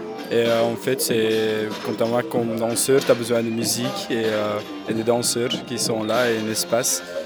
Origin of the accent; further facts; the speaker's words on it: Flanders, Belgium; French is a second language; Non, moi je suis flamand à la base.